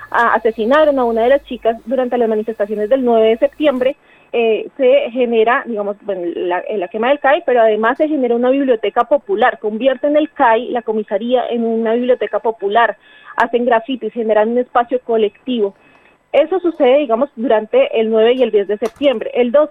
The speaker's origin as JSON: {"language": "Spanish", "country": "Colombia", "moved": "yes", "said": "asumirnos como migrantes porque salimos de Colombia, ¿no? Y bueno, salimos porque nos faltan un montón de derechos"}